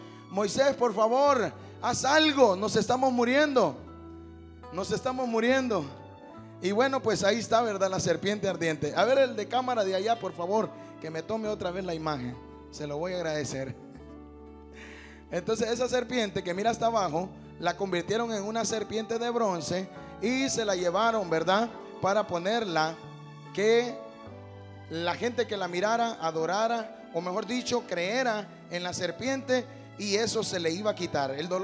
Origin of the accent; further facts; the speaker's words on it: Honduras; Bueno, es que yo soy de Honduras, con razón no me lo entiende, ¿verdad?